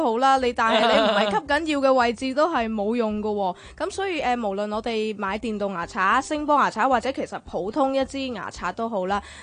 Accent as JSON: {"language": "Cantonese", "country": "China", "said": "譬如我哋中國人啦，中意損骨，中意食硬嘢啊"}